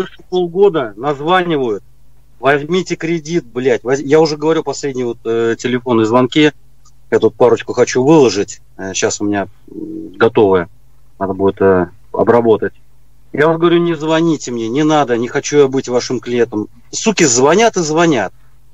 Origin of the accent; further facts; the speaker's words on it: Saint Petersburg, Russia; Питер. Питер.